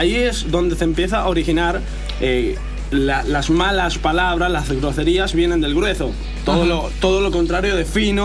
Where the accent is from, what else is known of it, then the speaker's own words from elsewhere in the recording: Catalonia, Spain; Bueno, pues que yo soy de Cataluña